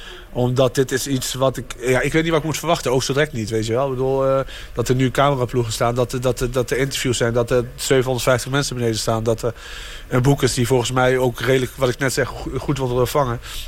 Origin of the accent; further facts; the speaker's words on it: Arnhem, Gelderland, Netherlands; ik kom uit Arnhem